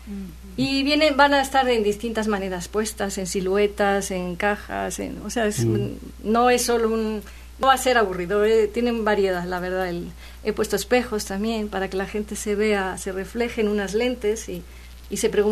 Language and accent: Spanish; Castile, Spain; also born or lived in Andalusia; now in Veracruz, Mexico; yo me eduqué luego ya en Castilla y tengo el carácter más castellano, porque a los 15 días de nacer me llevaron de allá